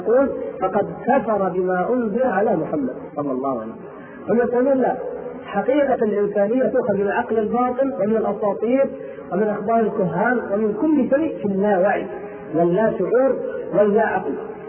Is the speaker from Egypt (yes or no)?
no; Mecca, Makkah Province, Saudi Arabia; بلادي مكة والحمد لله بجوارها